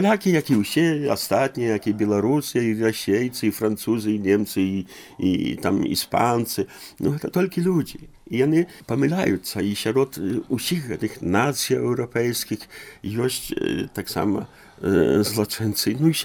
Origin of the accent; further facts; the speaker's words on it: Poland; я нарадзіўся ў Польшчы, я ўсё жыццё пражыў у Польшчы. Ведаю палякаў дасканала.